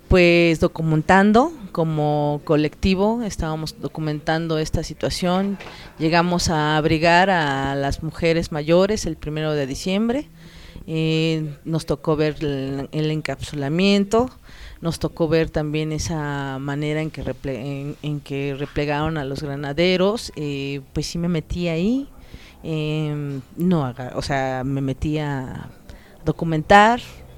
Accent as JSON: {"language": "Spanish", "region": "Mexico City", "country": "Mexico", "tie": "born there", "said": "Yo nací en la Ciudad de México, ya llevo 40 años viviendo acá en Xochimilco, soy avecindada y vivo en el pueblo de San Lucas, Xochimanca."}